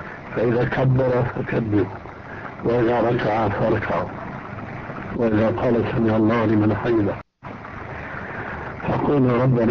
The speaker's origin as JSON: {"language": "Arabic", "country": "Syria", "said": "لذلك كما كنا عندنا بالشام"}